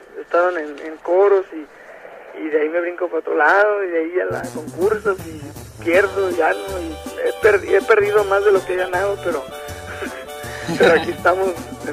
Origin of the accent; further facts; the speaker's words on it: Tijuana, Baja California, Mexico; also born or lived in Los Angeles, United States / Mexicali; No, yo he nacido en Los Ángeles, California, pero me creí aquí en Tijuana. Y de hecho también, 16 años en Mexicali, pero no, nací en Los Ángeles.